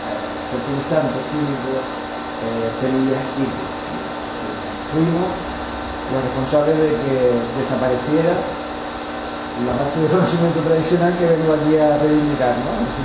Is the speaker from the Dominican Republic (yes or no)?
no; Canary Islands, Spain; vengo de Canarias, vengo de Tenerife, soy de la Red Canaria de Sevilla